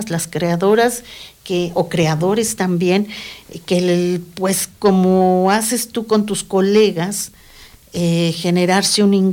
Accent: Mexico City, Mexico; Aquí lo que me ha tocado vivir desde que salí de la Ciudad de México y radicar acá

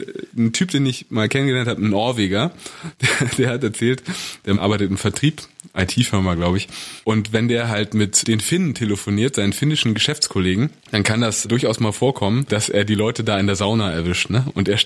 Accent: Berlin, Germany; now in Hamburg, Germany; Erstmal Ossi und dann Berliner.

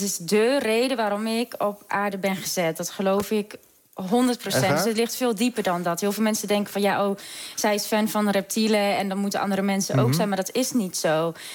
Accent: Rijssen, Overijssel, Netherlands; Ik kom uit Rijssen.

